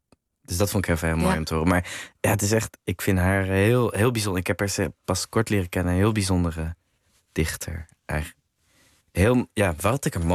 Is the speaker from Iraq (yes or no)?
no; Amsterdam, North Holland, Netherlands; Dus ik kom uit Amsterdam, maar niet zo'n grachtengordel opvoeding.